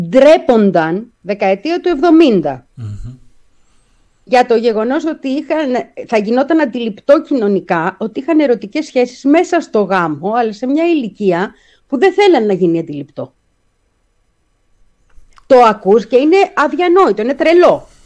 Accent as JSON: {"language": "Greek", "town": "Petroupoli", "region": "Attica", "country": "Greece", "tie": "born or raised there", "said": "σαν παιδί, μεγάλωσα στην Πετρούπολη, σε μια λαϊκή γειτονιά"}